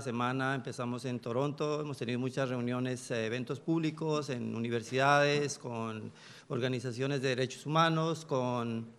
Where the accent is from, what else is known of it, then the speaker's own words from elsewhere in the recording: Colombia; now in Canada; No somos no solamente colombianos que vivimos acá en Canadá desde hace mucho tiempo